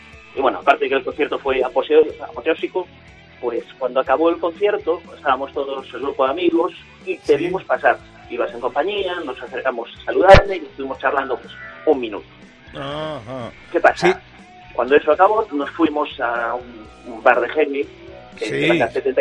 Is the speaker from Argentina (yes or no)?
no; Vigo, Galicia, Spain; Yo soy de Vigo